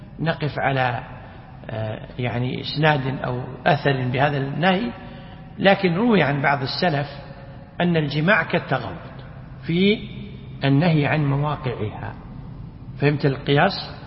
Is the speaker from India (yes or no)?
yes; India; Arabic is a second language; وبعض الفقهاء الحديث عندنا في الهند